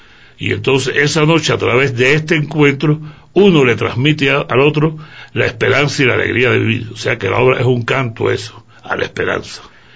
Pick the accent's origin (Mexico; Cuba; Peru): Cuba; now in Ecuador; Y aunque yo soy cubano, esta obra es netamente ecuatoriana, está dedicada al pasillo.